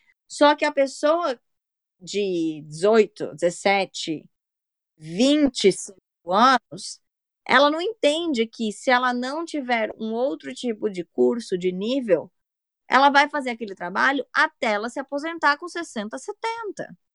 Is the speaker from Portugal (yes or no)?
no; São Paulo, Brazil; aqui no Brasil, pelo menos da onde eu sou, de São Paulo